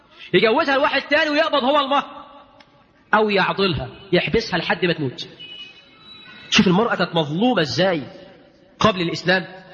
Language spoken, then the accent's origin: Arabic; Egypt; اجعل بلدنا مصر آمنا مطمئنا وكل بلاد